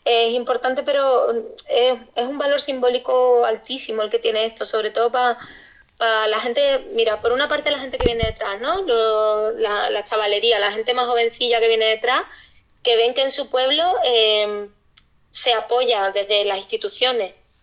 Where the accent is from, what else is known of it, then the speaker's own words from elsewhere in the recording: Arcos de la Frontera, Andalusia, Spain; somos tres loquillas de Arco de la Frontera, en la comarca de la Sierra de Cádiz, que pues son dos amigos gays y yo, que soy pues bollo de pata negra, ¿no?